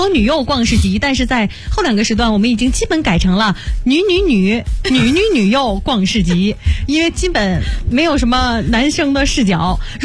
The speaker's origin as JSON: {"language": "Chinese", "region": "Beijing", "country": "China", "said": "就是咱都是北京人嘛"}